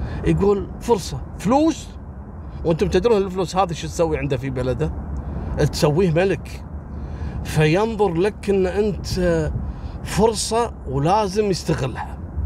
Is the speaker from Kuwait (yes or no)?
yes; Kuwait; احنا عندنا في الكويت هني الله يرحمه شايب صار عليه بحث لمدة أيام